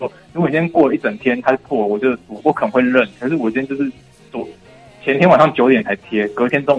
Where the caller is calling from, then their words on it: Tainan, Taiwan; 我是台南的